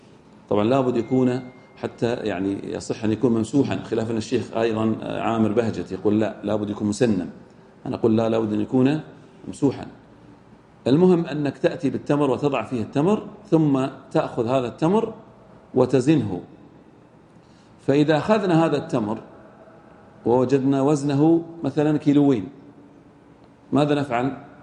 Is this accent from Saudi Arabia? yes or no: yes; Al-Ahsa, Eastern Province, Saudi Arabia; المن عندنا في الأحساء كم يزن